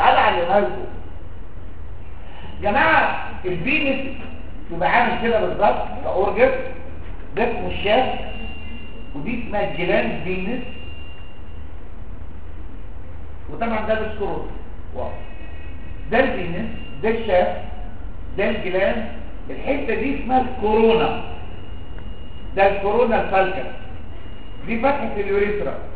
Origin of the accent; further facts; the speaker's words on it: Egypt; عندنا في مصر الناس كلها بتطالب